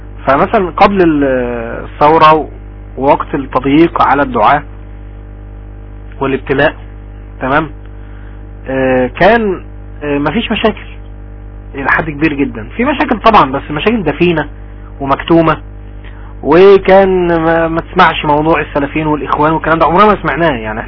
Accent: Egypt; يعني ابسط مثال عندنا في مصر مثلا

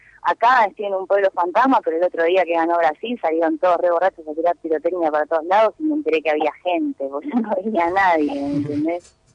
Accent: Argentina; Yo no sé si fue a mí porque soy argentina

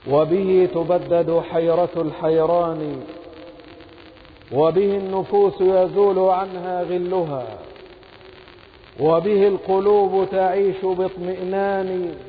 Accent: Egypt; واجعل بلدنا مصر أمنا أمانا، سخاء رخاء وسائر بلاد المسلمين

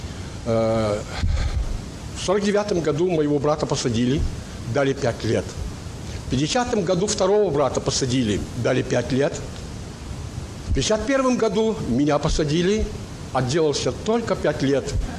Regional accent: Mogilev Region, Belarus; я сам с Белоруссии, Могилевской области. Наша семья состояла из 10 детей, отца и матери.

